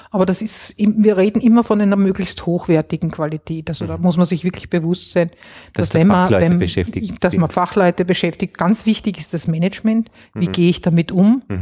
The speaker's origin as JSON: {"language": "German", "region": "Vienna", "country": "Austria", "tie": "born or raised there", "said": "ich bin jetzt auch ein Kind der Nachkriegszeit. Das heißt, ich bin eigentlich auch nicht, ich bin in Wien aufgewachsen. Also ich bin nicht in den Bergen."}